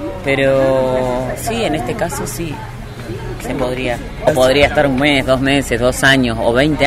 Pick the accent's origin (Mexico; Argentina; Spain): Argentina; Las Rosas, Córdoba; y soy de Las Rosas.